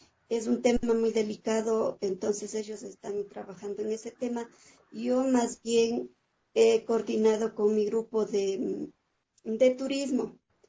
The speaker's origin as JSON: {"language": "Spanish", "town": "Pijal", "region": "Imbabura", "country": "Ecuador", "said": "pertenezco al biocorredor Pisque Mojanda San Pablo, soy de Imbabura, de mi comunidad de Pijal"}